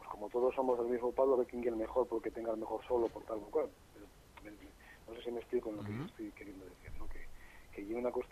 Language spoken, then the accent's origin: Spanish; Gijón, Asturias, Spain; yo que soy de Sisión y que voy a ver conciertos de otras cosas y demás